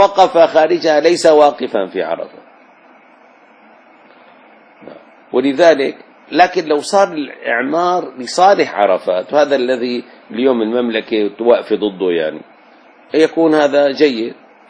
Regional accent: Damascus, Damascus Governorate, Syria; يعني لحنا لو رجعنا لدمشق بلدنا نجد سابقا فيها البيوت

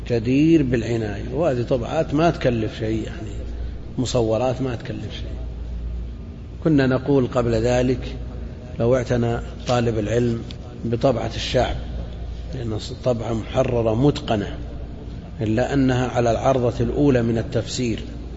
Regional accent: Najd, Saudi Arabia; هي ما هي معروفة عندنا في نجد لكن هي معروفة في الحجاز

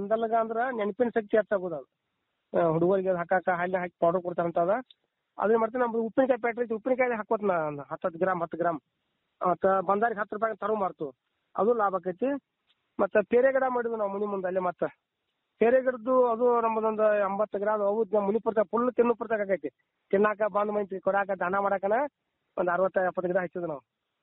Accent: Pamaladinni, Karnataka, India; ನಮ್ಮೂರು ಪಾಮಲದಿನಿ, ಗೋಕಾಕ್ ತಾಲೂಕು, ಜಿಲ್ಲಾ ಬೆಳಗಾವಿ.

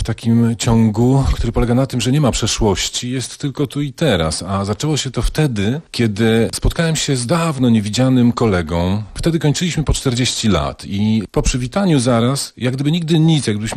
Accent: Cieplice, Lower Silesian Voivodeship, Poland; Ja jestem w pierwszym pokoleniu stąd i postanowiłem sobie udowodnić to, że jestem stąd

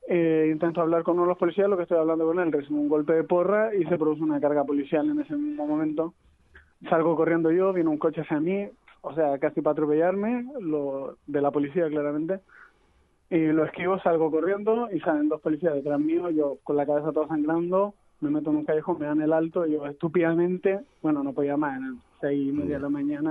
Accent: Chile; o sea, yo soy chileno

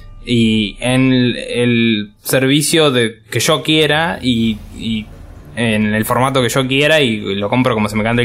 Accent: Argentina; now in Spain; Antes teníamos el problema nosotros siendo argentinos y estando acá

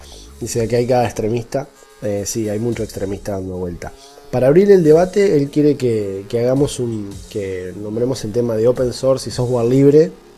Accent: Salta, Argentina; De Salta, al norte de Argentina.

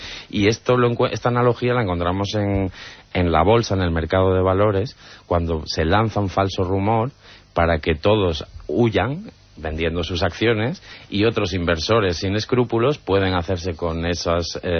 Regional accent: Torrelavega, Cantabria, Spain; born there; en el zoo de Santillana del Mar, que está muy cerquita de Torrelavega, que es la ciudad donde yo nací

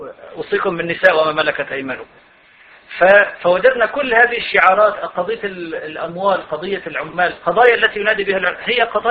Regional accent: Syria; عندنا في سوريا في الجهاد، أنا هذا شهدته، كان المناخ ثوري بسبب بسيط أنه نحن سنة والحكومة نصيرية

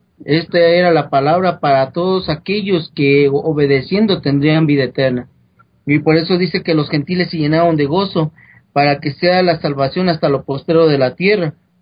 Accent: Mexico; de más de 6,000 religiones que existen aquí en mi país, bueno, que tú también eres de acá de México

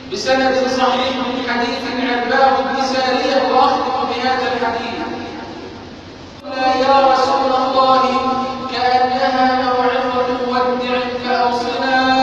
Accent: Egypt; اللهم اجعل بلدنا مصر امنا امانا

